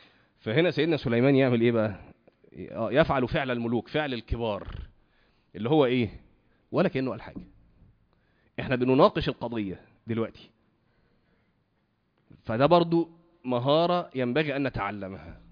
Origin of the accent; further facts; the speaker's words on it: Cairo, Cairo Governorate, Egypt; انا من القاهره وتزوجت من اسكندريه برضو يعني ايه كان من حوالي 20 سنه